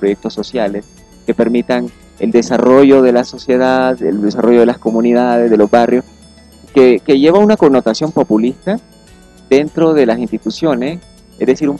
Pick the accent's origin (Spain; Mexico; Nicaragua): Nicaragua; Bluefields, South Caribbean Coast Autonomous Region; no tenemos carretera para ir a mi pueblo, por ejemplo, a Bluefield, no tenemos carretera.